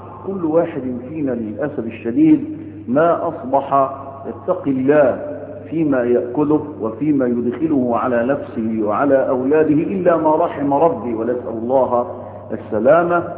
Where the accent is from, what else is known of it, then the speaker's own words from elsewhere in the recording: Egypt; ليس عندنا في مصر أزمة مساكن